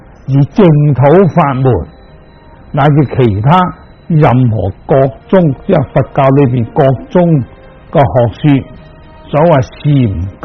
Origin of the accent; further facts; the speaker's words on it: Hong Kong; 例如我哋香港人，就算大家好亲戚又好，好朋友又好